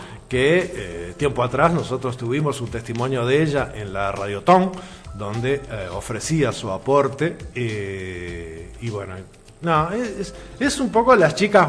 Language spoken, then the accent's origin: Spanish; Uruguay; nosotros como uruguayos marcamos el nivel, marcamos la diferencia.